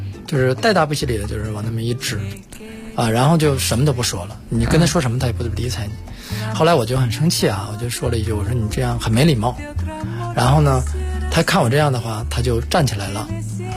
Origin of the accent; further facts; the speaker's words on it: China; 这个好像不是我们中国人有这种印象啊